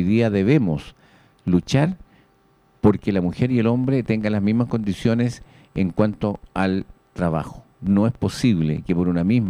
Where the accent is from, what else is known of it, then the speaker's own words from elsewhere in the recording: Chile; como personas, como chilenos, como seres humanos, como puentealtinos